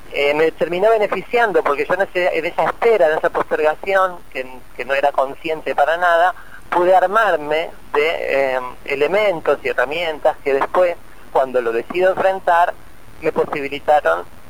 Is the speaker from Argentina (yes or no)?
yes; Bahía Blanca, Buenos Aires Province, Argentina; also born or lived in La Plata; now in New York, United States; Me fui a vivir a La Plata, yo soy de Bahía Blanca, primero fui a La Plata a hacer psicología, porque no estaba en Bahía Blanca, estuve un semestre en La Plata, después fui a Buenos Aires, terminé la carrera y me fui a vivir a Nueva York.